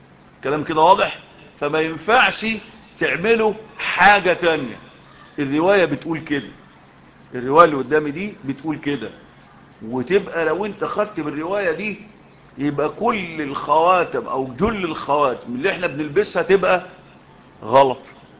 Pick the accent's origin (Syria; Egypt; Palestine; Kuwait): Egypt; في بلدنا مصر